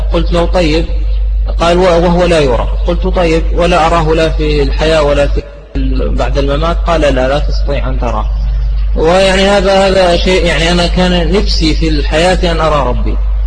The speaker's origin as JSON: {"language": "Arabic", "country": "Jordan", "said": "أنا يعني اعتنقت الإسلام، أنا من الأردن، درست في جامعة اليرموك، اعتنقت الإسلام"}